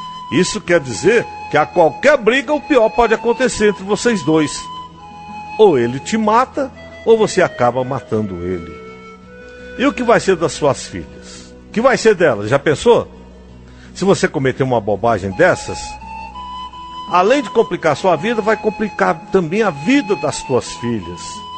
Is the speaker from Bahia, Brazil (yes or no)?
yes; Bahia, Brazil; moved away as an adult; now in Brasília, Brazil; eu sou da Bahia e eu vim morar aqui em Brasília. Moro com um homem, né? Vim aqui para tentar a vida. Eu moro com um homem, temos 4 filhas. E uma irmã também veio comigo.